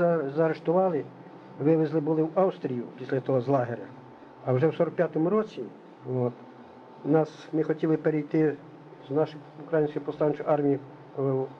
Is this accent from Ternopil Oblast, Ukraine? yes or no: yes; Konyukhy, Ternopil Oblast, Ukraine; born there; Я народився, значить, в село Конюхи, Кузівського району, колись раніше був Бережанський район. Тернопільської області.